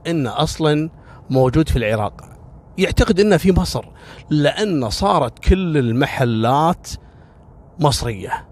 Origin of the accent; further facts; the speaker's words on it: Kuwait; يعني إحنا عندنا في الكويت معروفة خيطان والفروانية العمالة المصرية